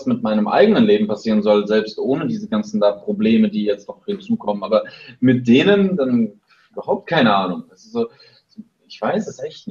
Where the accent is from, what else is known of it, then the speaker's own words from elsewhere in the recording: eastern Germany, Germany; now in Heidelberg, Germany; ich bin auch aus dem Osten dann mit meiner Familie dann umgezogen, dann in den Norden, und jetzt so sind sie in der Nähe von Frankfurt und ich hier in Heidelberg.